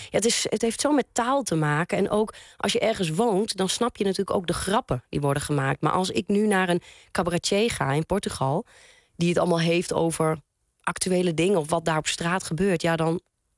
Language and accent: Dutch; Netherlands; ik ben in Nederland opgegroeid en ik heb hier ook theater, ik heb hier gestudeerd.